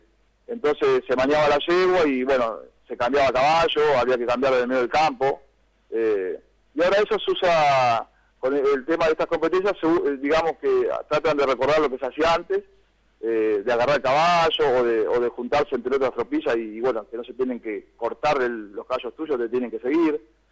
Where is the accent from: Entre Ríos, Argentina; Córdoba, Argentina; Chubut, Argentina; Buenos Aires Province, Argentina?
Buenos Aires Province, Argentina; Cañuelas; A mí tocó representar, bueno, a mi pueblo Cañuela